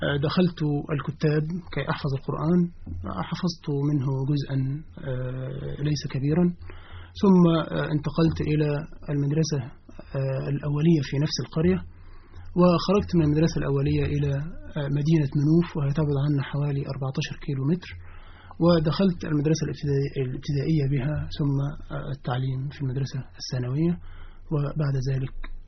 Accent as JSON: {"language": "Arabic", "town": "Ramlet al-Anjab", "region": "Monufia Governorate", "country": "Egypt", "tie": "born or raised there", "said": "فأنا من مواليد قرية اسمها رملة الأنجب من مركز أشمون في محافظة المنوفية"}